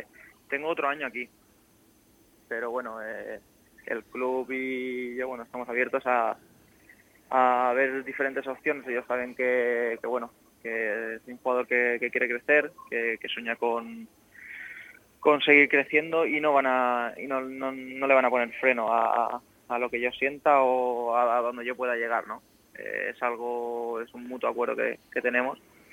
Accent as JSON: {"language": "Spanish", "town": "Elche", "region": "Valencian Community", "country": "Spain", "said": "Es mi ciudad, es mi tierra y es mi equipo."}